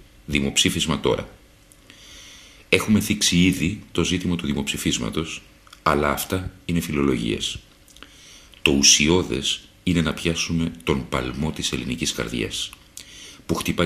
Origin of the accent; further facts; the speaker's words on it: Attica, Greece; είμαι 100% αρβανίτης και μεγάλωσα στα Μεσόγεια